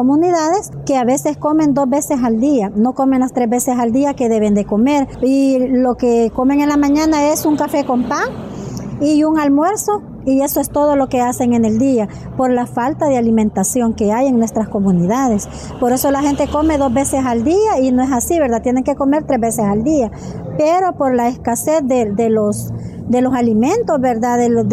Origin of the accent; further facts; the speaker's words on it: Panchimalco, San Salvador, El Salvador; vengo de Cantón Azacualpa, Caserío y Amayito, representando Asociación de Mujeres de Acua de Panchimalco.